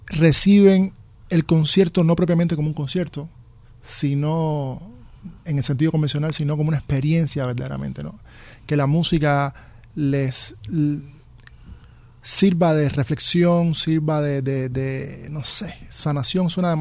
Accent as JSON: {"language": "Spanish", "country": "Cuba", "said": "yo vengo de Cuba, donde es natural bailar."}